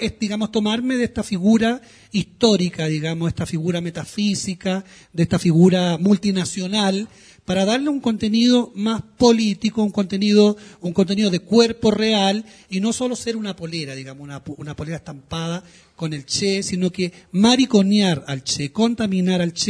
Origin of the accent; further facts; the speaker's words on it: Chile; born there; Bueno, digamos, nací en Chile.